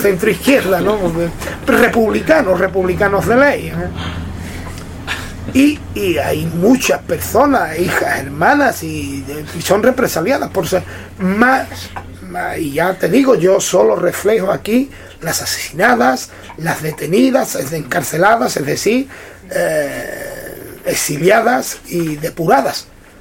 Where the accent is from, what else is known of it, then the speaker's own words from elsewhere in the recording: Cazalla de la Sierra, Andalusia, Spain; siempre en mi pueblo, en Casalla de la Sierra.